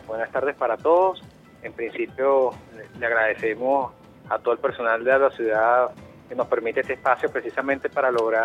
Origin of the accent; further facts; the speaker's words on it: Venezuela; nosotros como venezolanos